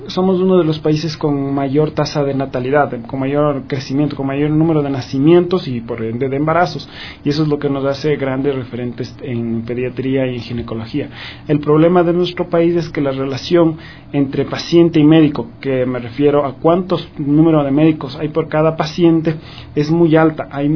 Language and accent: Spanish; Ecuador; moved away as an adult; Yo cuando me fui de Ecuador, mi idea desde el momento que me fui hasta el día que pude volver era regresar a trabajar en el Ecuador y regresar a trabajar en mi hospital, en el Hospital Eugenio Espejo, que es donde me formé como médico general.